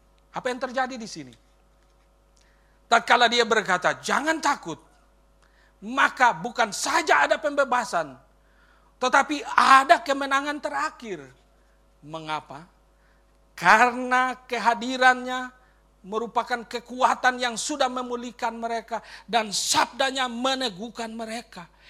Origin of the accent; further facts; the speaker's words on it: Ambon, Maluku, Indonesia; born there; Dan sampai ke tempat kelahiran saya, Ambon.